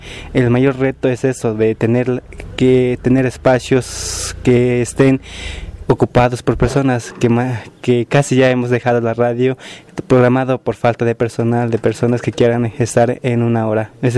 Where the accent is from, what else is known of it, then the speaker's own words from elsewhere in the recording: San Miguel Tzinacapan, Puebla, Mexico; soy de San Miguel Sinacapan